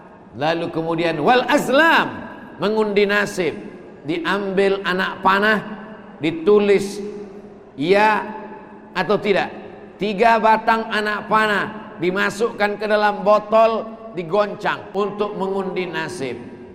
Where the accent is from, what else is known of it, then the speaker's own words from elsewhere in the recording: Sumatra, Indonesia; Dan saya walaupun datang dari Sumatera, maka insya Allah dimasukkan dalam kloter Halmahera Utara.